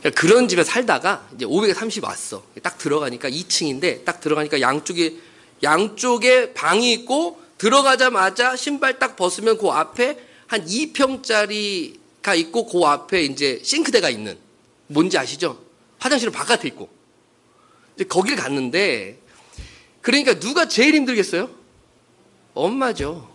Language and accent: Korean; China; now in South Korea; 그땐 제가 중국에서 왔기 때문에, 뭐, 학력도 없고 아무것도 없고, 그때는 중국을 인정도 안 해줄 때예요.